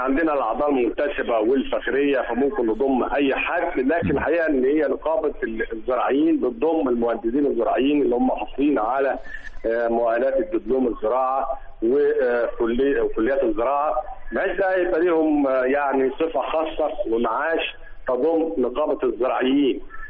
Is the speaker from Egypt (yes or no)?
yes; Upper Egypt, Egypt; عندنا في الصعيد زراعة القصب.